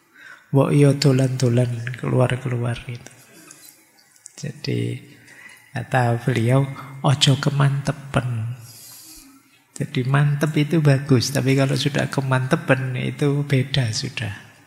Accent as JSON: {"language": "Indonesian", "region": "Java", "country": "Indonesia", "said": "karena saya orang Jawa. Ngertinya juga tentang Jawa."}